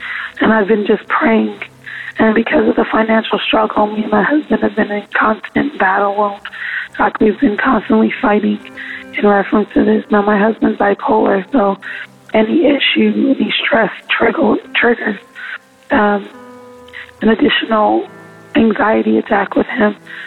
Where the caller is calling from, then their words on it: California, United States; I'm calling from California.